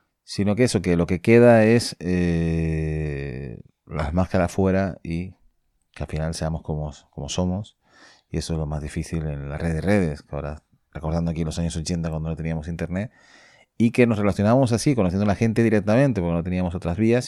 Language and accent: Spanish; Canary Islands, Spain; en un registro de voz un poquito más ahí, más peninsular que canario, ¿eh? Parece ahí, ¿no? Pero siempre digo que soy más canario que los plátanos, ¿no?